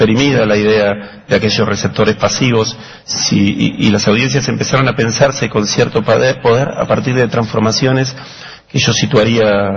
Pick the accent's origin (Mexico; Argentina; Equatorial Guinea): Argentina; La Plata, Buenos Aires Province; por lo menos en Argentina, en mi infancia en La Plata